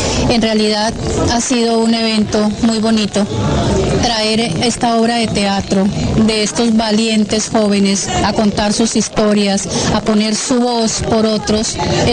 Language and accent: Spanish; Colombia; somos todos los colombianos que lo hemos sufrido.